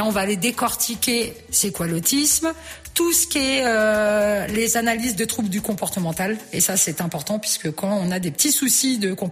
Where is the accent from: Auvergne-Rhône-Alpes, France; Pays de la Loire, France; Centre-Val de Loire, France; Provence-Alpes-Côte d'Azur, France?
Centre-Val de Loire, France; Orléans; now in Montargis, France; j'étais native d'Orléans. Je déménage autour de Montargis. Puis je me dis, je vais y rester 5 ans. Et puis, bah, ma foi, j'en suis restée 17 ans quand même.